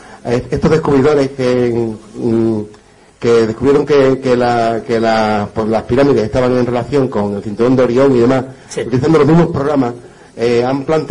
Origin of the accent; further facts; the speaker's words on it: Huelva, Andalusia, Spain; yo que soy de Huelva